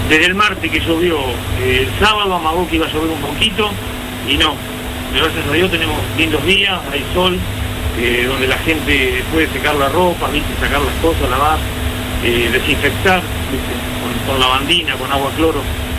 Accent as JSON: {"language": "Spanish", "town": "La Plata", "region": "Buenos Aires Province", "country": "Argentina", "said": "yo soy argentino, soy platense y estoy acá en la ciudad de La Plata."}